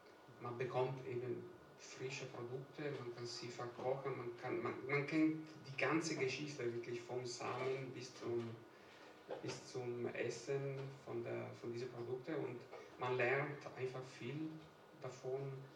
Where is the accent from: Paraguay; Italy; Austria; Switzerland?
Italy; German is a second language; now in Germany; dass ich bin eigentlich auf dem Land aufgewachsen in Italien. Meine Großeltern waren beide Bauern.